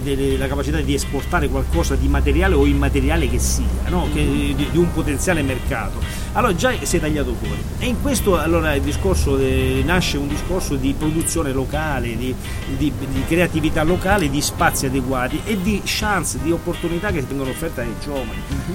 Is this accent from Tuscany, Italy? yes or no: no; Reggio Calabria, Calabria, Italy; da quando sono nato e cresciuto a Reggio Calabria